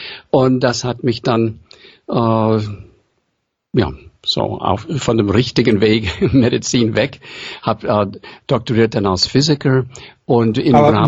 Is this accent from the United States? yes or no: yes; United States; accent: American; German is a second language; Man hört für meinen Akzent, dass ich ursprünglich aus den USA komme. Mein Vater war aus Hausach im Schwarzwald, Mutter aus Prag und zu Hause sprachen die nur Englisch.